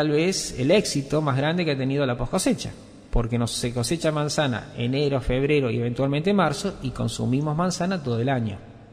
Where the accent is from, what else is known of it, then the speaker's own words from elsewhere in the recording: Córdoba, Argentina; yo soy cordobés. No se nota en la tonada porque yo la he perdido de tantos años. Junto con el pelo perdí la tonada.